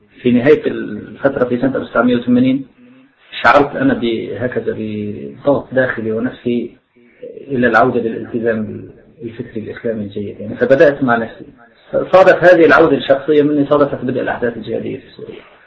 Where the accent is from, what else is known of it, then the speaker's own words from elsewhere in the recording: Baghdad, Baghdad Governorate, Iraq; فاختاروني أنا وأخ آخر من بغداد وألحقونا في الفريق